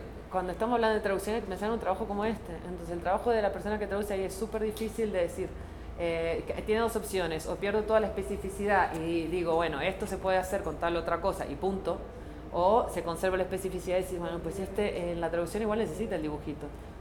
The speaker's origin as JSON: {"language": "Spanish", "country": "Argentina", "lives_now": "Barcelona, Spain", "said": "yo vivo en Barcelona, aunque se nota que no soy, que soy argentina, pero bueno, vivo en Barcelona."}